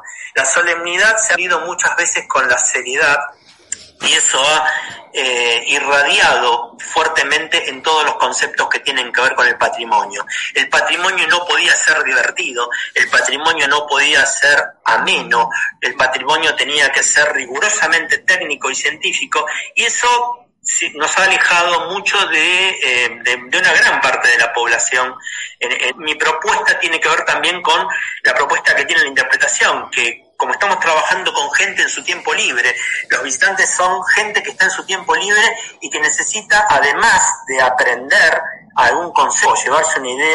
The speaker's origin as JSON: {"language": "Spanish", "country": "Argentina", "said": "Como argentinos, digo, ¿cuántos monumentos creen que tenemos en nuestro país?"}